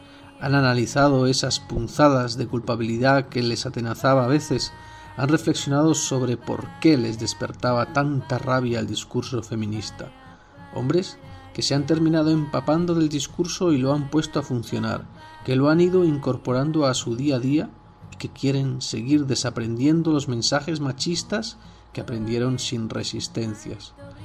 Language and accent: Spanish; Andalusia, Spain; o porque soy andaluza